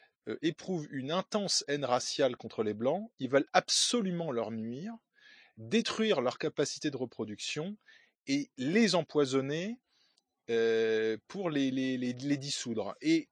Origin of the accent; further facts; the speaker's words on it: France; Je suis français.